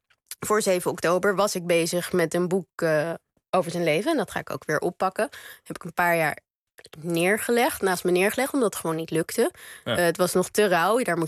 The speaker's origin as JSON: {"language": "Dutch", "country": "Netherlands", "said": "En dat is omdat ik uiteindelijk gewoon wel Nederlands ben. Ik voel me een Nederlander, Joodse Nederlander."}